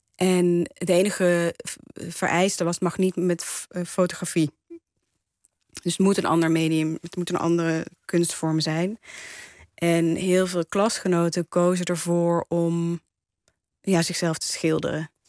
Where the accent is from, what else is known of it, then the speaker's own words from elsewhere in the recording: Waalwijk, North Brabant, Netherlands; also born or lived in Nijmegen; Ja, ik ben opgegroeid in Waalwijk, geboren trouwens in Nijmegen.